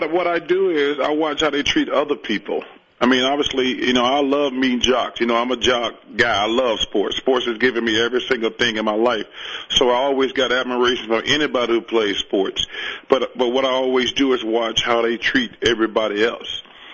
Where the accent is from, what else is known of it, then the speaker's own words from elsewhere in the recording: Alabama, United States; Listen, I'm from Alabama. We're the fattest state.